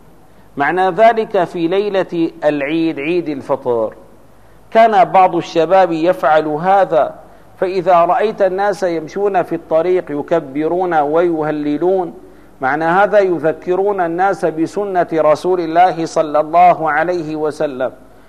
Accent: Damascus, Damascus Governorate, Syria; مثلا عندنا في دمشق ترى أن الناس يهتمون

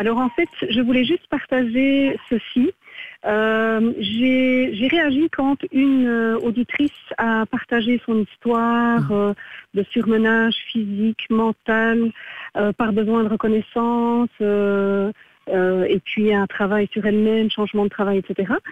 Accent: Belgium; born there; Je suis née en Belgique avec mes frères, maman est belge, et nous n'avions pas la carte d'identité belge, puisque papa était candidat réfugié de l'ONU.

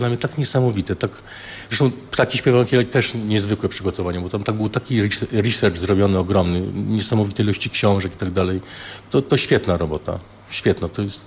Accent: Opole, Opole Voivodeship, Poland; Ja jestem opolaninem.

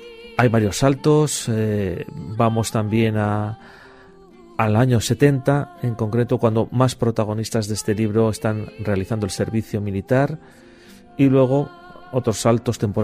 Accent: Basque Country, Spain; born there; porque nos une que ambos nacimos en el País Vasco

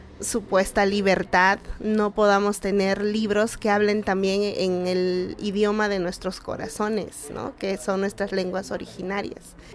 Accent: Ayacucho, Peru; Yo soy de Ayacucho y dirijo proyectos de fomento de lectura

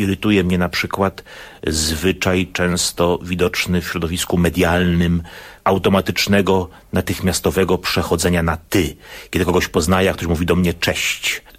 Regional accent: Wrocław, Lower Silesian Voivodeship, Poland; Z jednej strony jako wrocławianin podziwiałem powiedzmy urbanistyczną myśl, jaką widać w projektowaniu ulic, we Wrocławiu

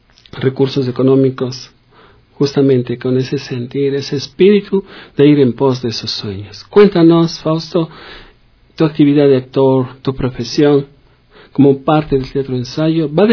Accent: Ecuador; somos ecuatorianos, y como ecuatorianos tenemos una herencia grandísima

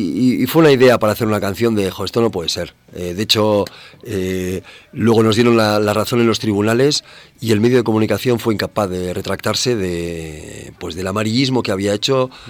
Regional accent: Bilbao, Basque Country, Spain; also born or lived in Madrid; vengo de Bilbao, pero vamos, yo he vivido en Madrid 12 años y es mi segunda ciudad, ¿eh? O sea que me siento muy en casa.

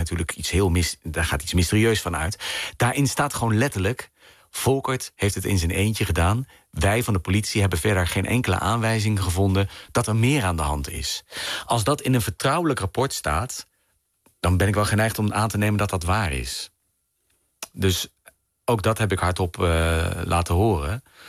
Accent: Arnhem, Gelderland, Netherlands; moved away as an adult; ik ben geboren en opgegroeid in Arnhem en heb daar tot mijn 19e of zo gewoond.

